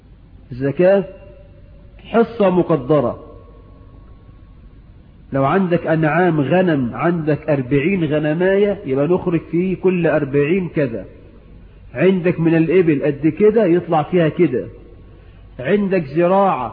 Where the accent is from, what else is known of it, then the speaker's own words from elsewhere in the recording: Egypt; بلدنا مصر